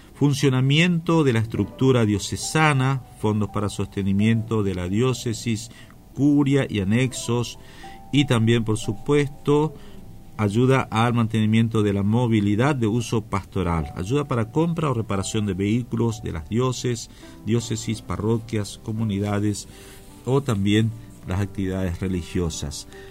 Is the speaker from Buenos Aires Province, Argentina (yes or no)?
no; Formosa, Argentina; Nosotros también somos integrantes del Via Crucis Formoseños y nos sentimos muy emocionados porque estas palabras reflejan el sentimiento de mucho, por no ser atrevido y decir de todos los formoseños, de muchos formoseños que lo hemos conocido